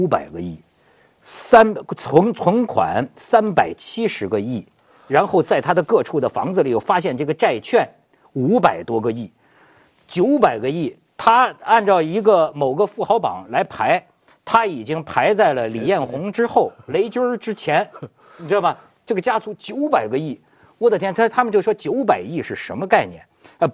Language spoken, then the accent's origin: Chinese; Hebei, China; 我们河北那儿庙也很多